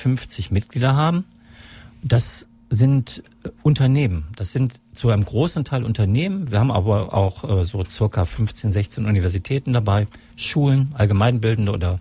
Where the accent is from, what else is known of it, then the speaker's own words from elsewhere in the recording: Solingen, North Rhine-Westphalia, Germany; und am besten doch hier in meiner Heimatstadt Solingen.